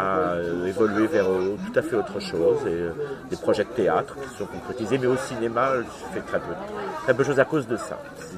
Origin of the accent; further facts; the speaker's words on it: Cherbourg, Normandy, France; born there; Je suis né à Cherbourg. J'y ai jamais vécu.